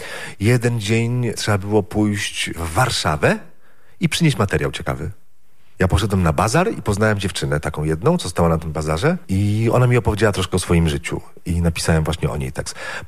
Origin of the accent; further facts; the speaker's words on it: Złotoryja, Lower Silesian Voivodeship, Poland; jeśli jeszcze jestem ze Złotoryi. No tak mi się wydawało wtedy, ale to no, miałem lat 15, 16.